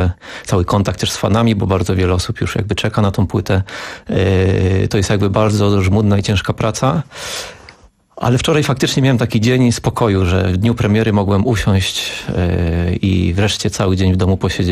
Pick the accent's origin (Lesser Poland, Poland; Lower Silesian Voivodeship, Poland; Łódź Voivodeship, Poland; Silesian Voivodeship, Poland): Łódź Voivodeship, Poland; Łódź; bo ja pochodzę z Łodzi.